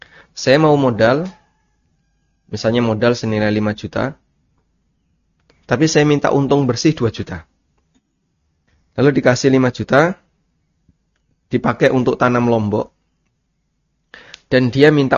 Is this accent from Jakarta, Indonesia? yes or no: no; Lamongan, East Java, Indonesia; Ada transaksi yang ini saya jumpai di kampung saya ya, di daerah Lamongan.